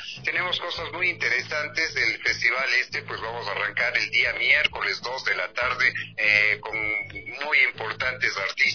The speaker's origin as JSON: {"language": "Spanish", "country": "Ecuador", "said": "Realmente es un honor para mí como ecuatoriano, sabiendo muy bien que este país tiene esa riqueza cultural tan grande"}